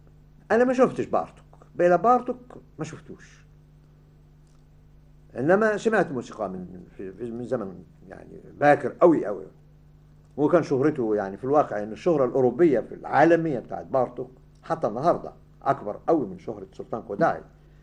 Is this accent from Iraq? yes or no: no; Egypt; أنا شفته وأنا صغير في مصر يعني